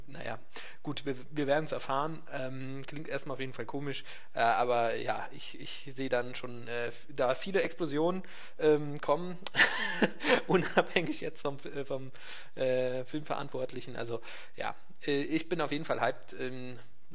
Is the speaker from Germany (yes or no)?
yes; Frankfurt, Hesse, Germany; born there; ich würde mich sehr freuen als gebürtiger Frankfurter